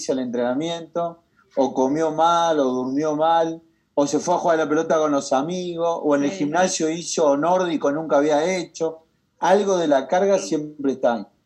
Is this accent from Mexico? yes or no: no; Argentina; el problema somos nosotros los argentinos que nos gusta terminar el entrenamiento destruidos